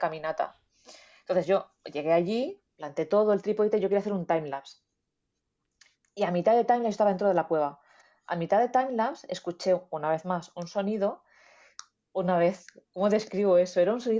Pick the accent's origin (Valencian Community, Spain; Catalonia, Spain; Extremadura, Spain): Valencian Community, Spain; Venta del Moro; Mi pueblo es Venta del Moro y está allí.